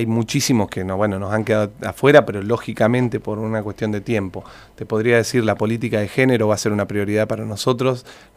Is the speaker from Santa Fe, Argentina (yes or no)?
no; Santa Rosa, La Pampa, Argentina; Somos vecinos de Santa Rosa, nacidos y criados en Santa Rosa, que creemos en que la situación de Santa Rosa puede estar mejor